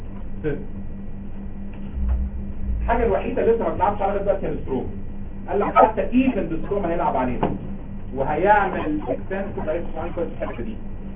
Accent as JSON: {"language": "Arabic", "country": "Egypt", "said": "يعني ده بصراحة بلغات احنا كده مصريين"}